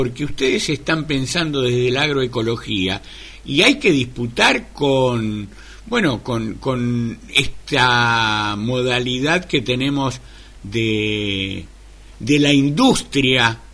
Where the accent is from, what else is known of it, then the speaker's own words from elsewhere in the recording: Buenos Aires, Argentina; aquí a los que somos de Ciudad de Buenos Aires